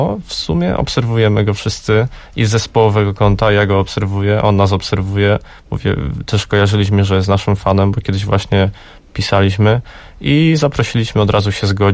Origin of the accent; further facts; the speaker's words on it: Lędziny, Silesian Voivodeship, Poland; now in Cieszyn, Poland; pamiętają mój komputer z domu rodzinnego w Lędzinach